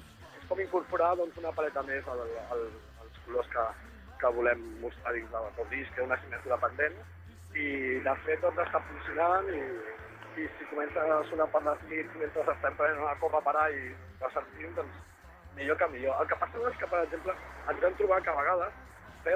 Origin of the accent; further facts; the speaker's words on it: Catalonia, Spain; per l'altre sí que som molt catalans.